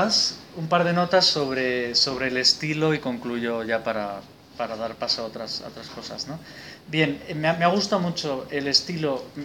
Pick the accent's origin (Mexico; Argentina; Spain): Spain; ¿qué está pasando en mi país, ¿no? Esta España que dices, la España hundida, ¿no?